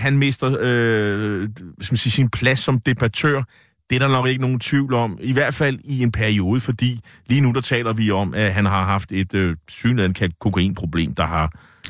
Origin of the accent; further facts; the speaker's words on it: Nexø, Capital Region of Denmark, Denmark; min gamle hjemby, Nexø på Bornholm.